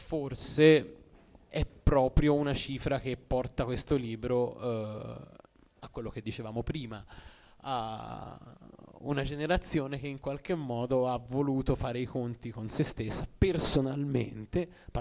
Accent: Orbetello, Tuscany, Italy; io sono di Orbetello

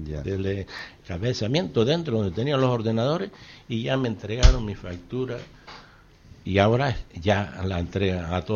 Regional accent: Canary Islands, Spain; los que estamos dormidos somos los Gran Canarios.

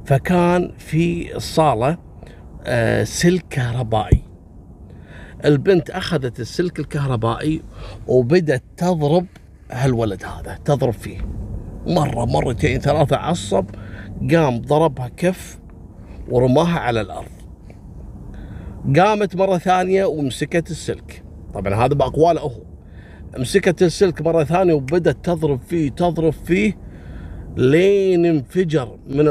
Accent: Kuwait; وإلى اليوم موجود في السجن المركزي عندنا في الكويت.

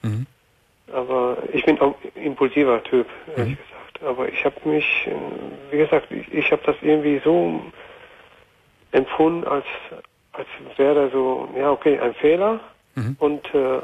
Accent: Poland; German is a second language; Ich bin aus Lande, wo christlich, also aus Polen.

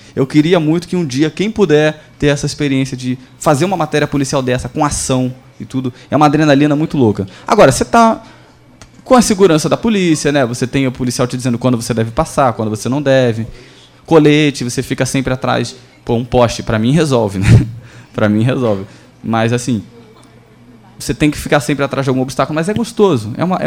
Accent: Rio de Janeiro, Brazil; Mas, assim, gente, eu sou do Rio, então eu já fiz essas matérias de invadir morro, tiroteio.

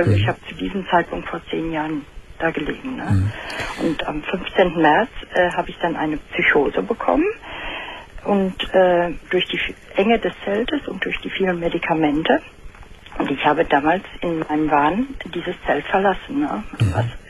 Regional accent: Dortmund, North Rhine-Westphalia, Germany; Ja, nach Dortmund.

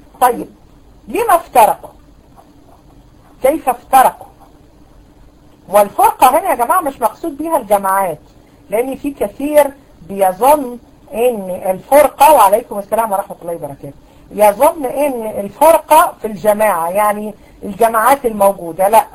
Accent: Egypt; على فكرة المذهب الأشعري عندنا في مصر

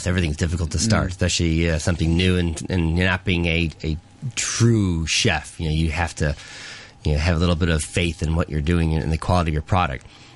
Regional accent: United States; now in Hong Kong; You know, being American, you know, we actually do the sweet pies, but we do sweet and savory

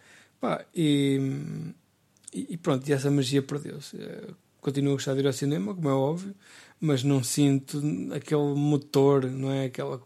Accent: Centro, Portugal; na minha aldeia, que eu moro aqui, morava numa aldeia, uma vila do Baixo Mondego, conhecida pela sua pastelaria

